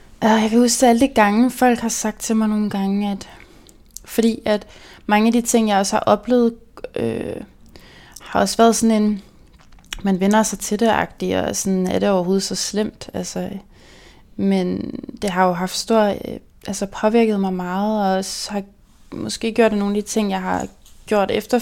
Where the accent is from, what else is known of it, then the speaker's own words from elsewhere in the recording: Region of Southern Denmark, Denmark; Jeg voksede op med en personlighed, der var for stor til min barndomsby på Nordfyn, med kun 700 indbyggere.